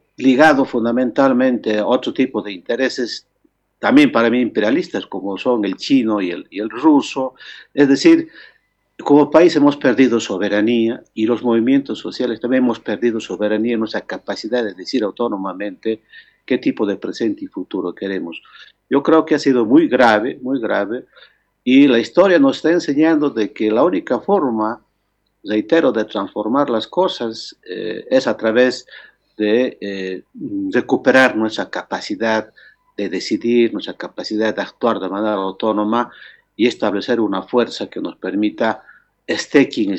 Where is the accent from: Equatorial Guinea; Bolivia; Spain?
Bolivia; Nuestro sueño como bolivianos en aquel tiempo era construir